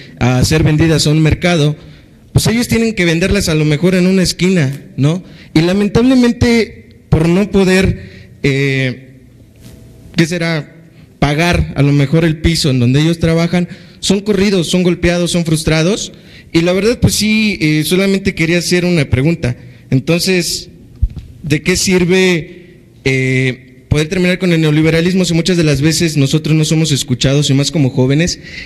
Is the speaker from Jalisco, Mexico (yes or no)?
no; Veracruz, Mexico; Yo soy de un pueblo mágico, soy de Veracruz